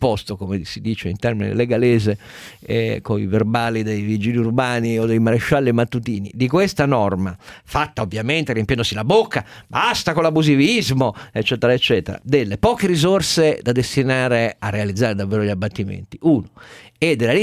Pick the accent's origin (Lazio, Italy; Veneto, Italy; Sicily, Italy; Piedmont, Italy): Piedmont, Italy; Turin; Un motivo di indignazione vera da torinese